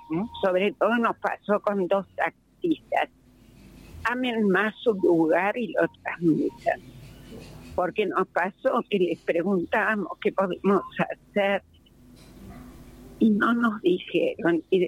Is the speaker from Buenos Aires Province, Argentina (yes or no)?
yes; La Plata, Buenos Aires Province, Argentina; Nosotros somos de La Plata.